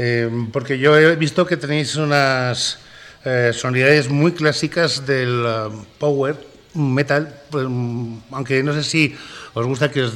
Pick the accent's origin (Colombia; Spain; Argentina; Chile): Spain; Traspinedo, Castile and León; Yo soy de Traspinedo, para que tengas una idea. O sea, que sí. entre castellanos anda el juego.